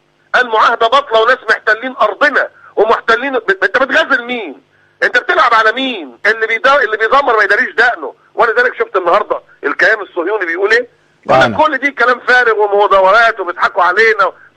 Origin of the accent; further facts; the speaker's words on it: Egypt; ما حدش قال ان السياح جايين عندنا في مصر عشان الدعارة